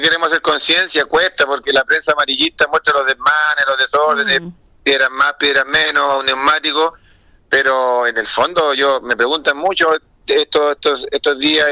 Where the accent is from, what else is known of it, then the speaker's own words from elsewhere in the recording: Quintero, Valparaíso, Chile; Yo soy de Quintero